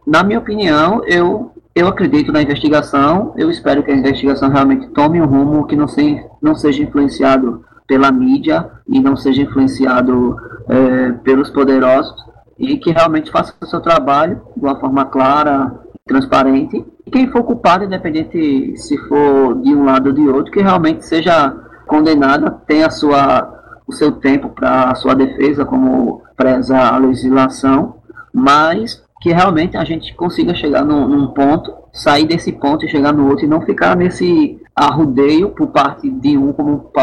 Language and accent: Portuguese; Brazil; quem sofre com tudo isso somos nós brasileiros